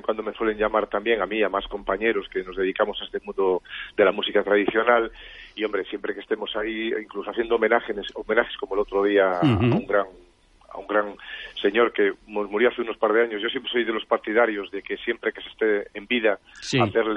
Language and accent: Spanish; Toral de Merayo, Castile and León, Spain; con mis grupos, tanto … la banda de gaitas de mi pueblo, que es Toral de Merallo